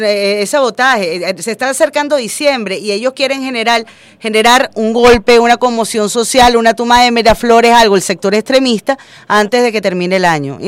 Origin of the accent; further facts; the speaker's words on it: Venezuela; Todos como venezolanos